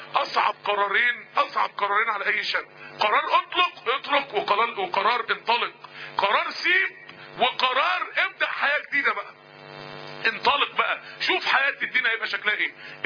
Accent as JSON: {"language": "Arabic", "town": "Mansoura", "region": "Dakahlia", "country": "Egypt", "said": "يعني احنا كلنا من المنصورة، المنصورة الموضوع مش باين فيها"}